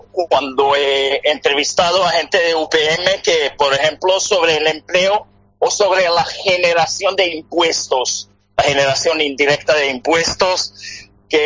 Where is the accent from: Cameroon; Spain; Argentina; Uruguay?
Uruguay; mi interés por el tema de empresas de mi tierra en Uruguay surgió antes de idea de documental